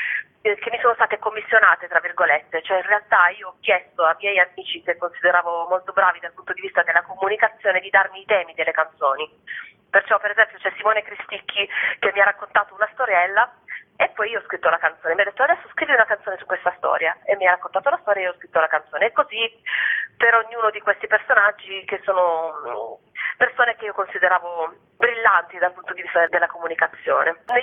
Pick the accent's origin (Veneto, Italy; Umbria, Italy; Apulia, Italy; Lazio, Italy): Apulia, Italy; Bari; anche se io sono di Bari, ho imparato a cantare in emiliano